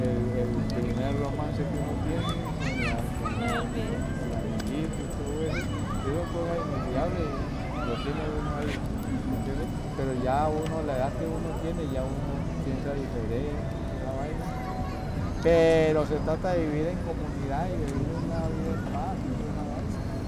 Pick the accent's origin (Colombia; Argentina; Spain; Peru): Colombia; Cali, Valle del Cauca; also born or lived in Santander; Yo soy de aquí, Cali. No, yo soy de Santander del Sur.